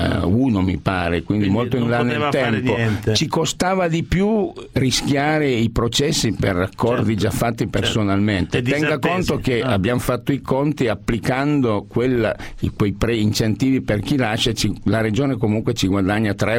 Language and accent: Italian; Piedmont, Italy; Da piemontese dobbiamo soffrire come i tifosi del Toro, quale io sono.